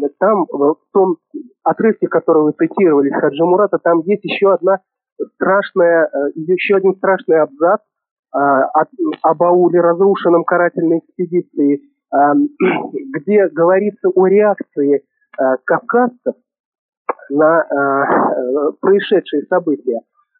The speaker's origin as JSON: {"language": "Russian", "region": "Moscow", "country": "Russia", "said": "Я москвич, но дело в том, что я прямой потомок"}